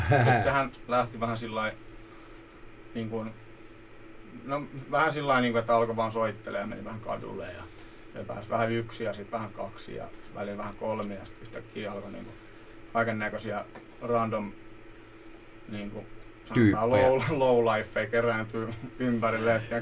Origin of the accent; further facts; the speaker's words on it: Hyvinkää, Uusimaa, Finland; Itsehän olen Hyvinkäältä alun perin.